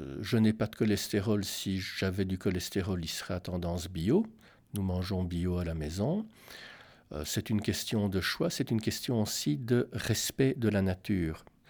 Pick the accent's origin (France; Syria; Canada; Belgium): Belgium; compte tenu de ce qu'est la vie par chez nous en Belgique, est difficile à faire